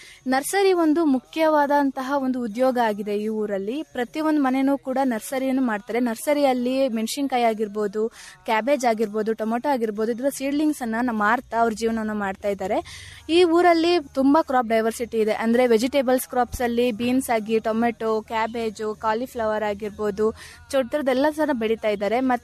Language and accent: Kannada; Ajjampura, Karnataka, India; ನಾನು ಚಿಕ್ಕಮಗಳೂರು ಡಿಸ್ಟ್ರಿಕ್ಟ್ ಅಜ್ಜಂಪುರ ತಾಲೂಕಿಂದ ಬಂದಿದ್ದೀನಿ.